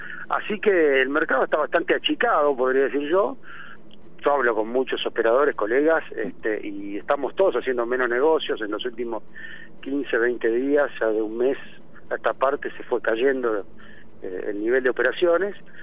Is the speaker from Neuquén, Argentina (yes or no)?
no; Rauch, Buenos Aires Province, Argentina; somos de Rauch. No tendremos la residencia, pero somos de Rauch, queremos al pueblo